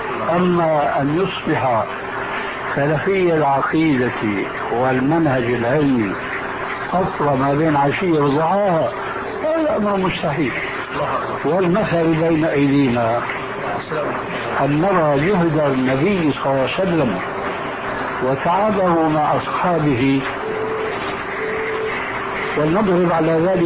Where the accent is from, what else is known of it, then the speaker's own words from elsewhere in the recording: Syria; وأنا كما يقولون عندنا في سوريا العبد الفقير